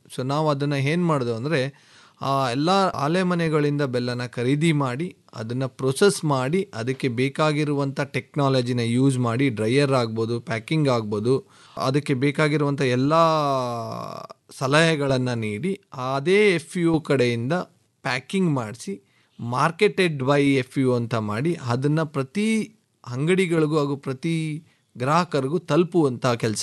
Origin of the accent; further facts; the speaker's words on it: Gudiganahalli, Karnataka, India; Executive MBA ಮಾಡಿದ್ದೀನಿ. So ನಮ್ಮ ಊರು ಬೇಸಿಕಲಿ ಗುಡಿಗೇನಹಳ್ಳಿ ಗ್ರಾಮ. ಸೊ ನಾನು ಇವತ್ತು ಕೂಡ ರೈತ.